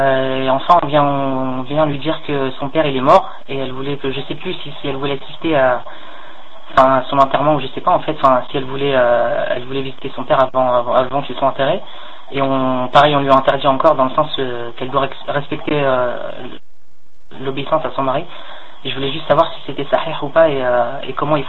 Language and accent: French; Morocco; je suis originaire du Maroc, mais j'habite pas encore au Maroc. Inch'Allah, je vais faire Hijra bientôt